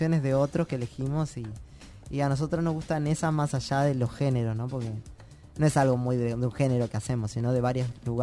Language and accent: Spanish; Tacuarembó, Uruguay; nunca la había presentado en mi pueblo, que es en Tacuarembó, en mi ciudad.